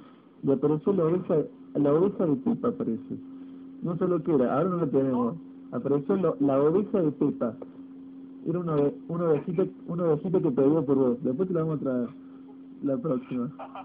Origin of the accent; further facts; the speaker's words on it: Córdoba, Argentina; Yo soy de Córdoba